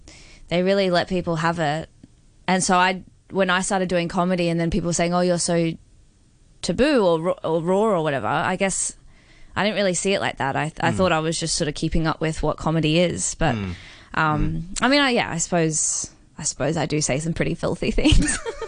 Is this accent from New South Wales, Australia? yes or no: no; Brisbane, Queensland, Australia; I mean, I'm from Brisbane, which is very, very tiny. Well, not very tiny, but it's a small city and... Australia